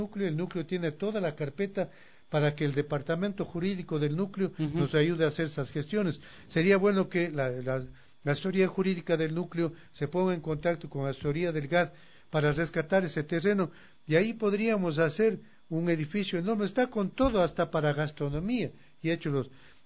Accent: Cuenca, Azuay, Ecuador; now in Conocoto, Ecuador; yo soy del Valle de Cuenca y ahora vivo en el Valle de Conocoto.

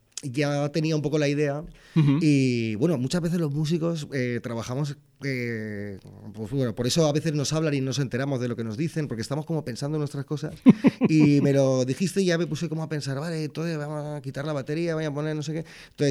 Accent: Valencia, Valencian Community, Spain; en Valencia, uh-huh, que es de donde yo soy

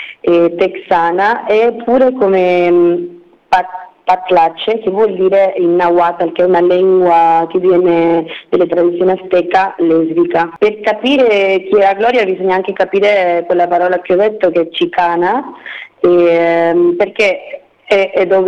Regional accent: Argentina; nel mio caso io sono argentina, sono attivista femminista, sono anche sociologa, e questo libro collega anche il mio essere migrante

